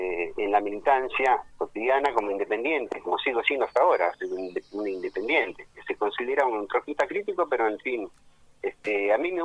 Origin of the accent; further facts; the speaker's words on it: Almirante Brown, Buenos Aires Province, Argentina; Yo nací en Capital, desgraciadamente digo a veces. Pero me crié, viste, nací acá en Almirante Brown, digamos, prácticamente en Calzada, estuve en Mármol, y hace 60 años que vivo acá en Claypole.